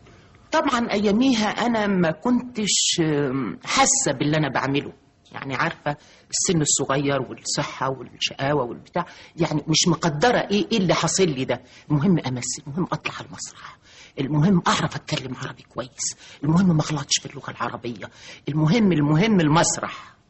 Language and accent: Arabic; Upper Egypt, Egypt; أنا ست صعيدية، بنت صعيدية